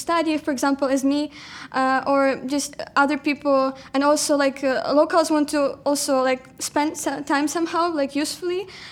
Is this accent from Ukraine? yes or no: yes; Ukraine; now in Poland; I am originally from Ukraine, but now I like study and volunteer in Poland.